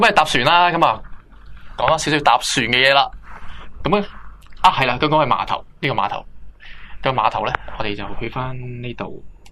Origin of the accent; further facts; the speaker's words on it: Hong Kong; 跟住我就话，啊、哎，我系香港嚟嘅咁样